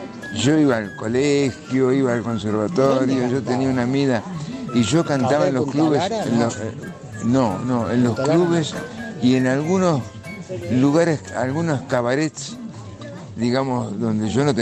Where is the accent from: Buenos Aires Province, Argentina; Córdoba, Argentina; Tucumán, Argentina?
Buenos Aires Province, Argentina; La Plata; Yo soy porteño, malcriado en La Plata.